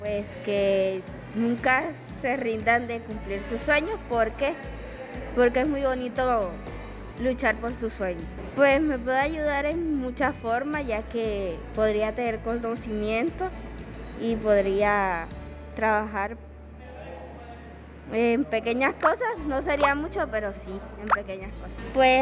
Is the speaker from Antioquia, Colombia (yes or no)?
no; Soledad, Atlántico, Colombia; Soy de Soledad Atlántico. Tengo 14 años